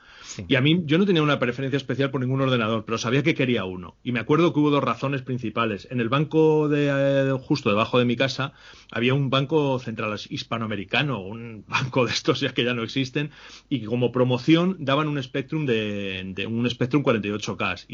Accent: Salamanca, Castile and León, Spain; nosotros los dos somos de Salamanca y vivíamos los dos por la misma zona, que es la zona del rollo, Camino de las Aguas, y yo me fui a vivir allí a los 7 años.

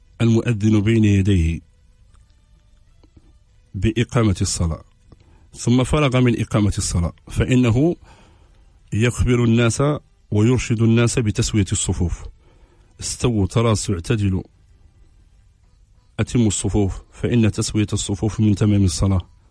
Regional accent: Casablanca, Casablanca-Settat, Morocco; انا راه حتى انا ولد الدار البيضاء راه تنفهم هذه اللغه

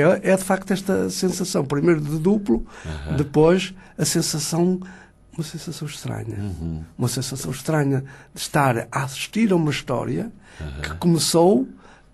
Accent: Avintes, Porto, Portugal; Sou natural de Vintes.

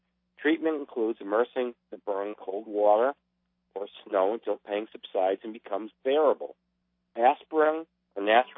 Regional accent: United States; I'm from America. I come from the land of plenty.

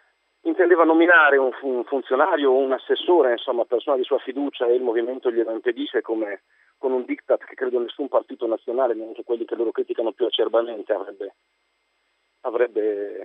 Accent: Reggio Emilia, Emilia-Romagna, Italy; io sono di Reggio Emilia

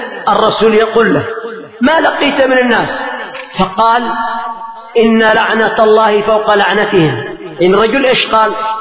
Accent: Yemen; فمثلا لما حصل قبل مدة ثورة عندنا في اليمن

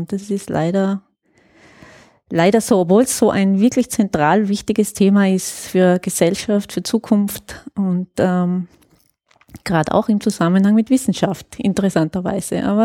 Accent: Trentino-Alto Adige, Italy; Ich komme eigentlich aus Südtirol

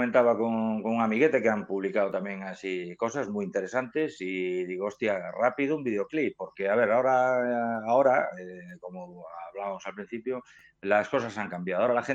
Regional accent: Ponferrada, Castile and León, Spain; Nos queda un poco lejos y tal

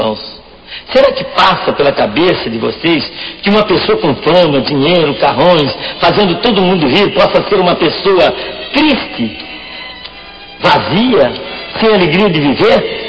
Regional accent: Niterói, Rio de Janeiro, Brazil; born there; Cara de baiano, nome de alemão e nasci em Niterói.

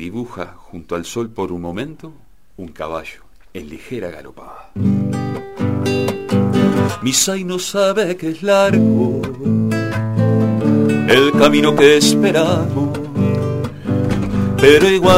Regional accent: Florida, Uruguay; also born or lived in Montevideo; Soy un floridense, que he pasado por muchos lados, ¿no? Nací en Florida, pero Casupá está, como lo decías tú, viví muchos años en Montevideo, hoy estoy en Flores.

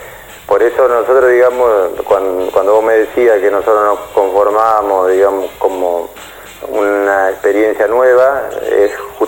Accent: Entre Ríos, Argentina; Yo soy de Entre Ríos

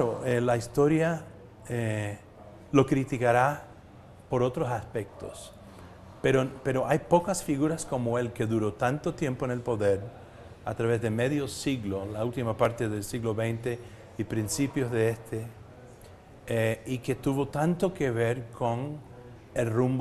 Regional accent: Cuba; Yo vengo de Cuba justamente, donde también tenemos algunos cubanos aquí, jóvenes

